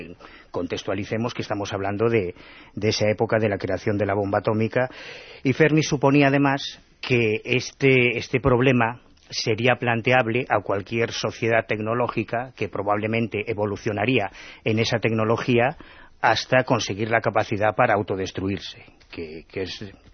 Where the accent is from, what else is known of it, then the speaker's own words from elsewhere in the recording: Galicia, Spain; Sí, o no, como yo soy gallego.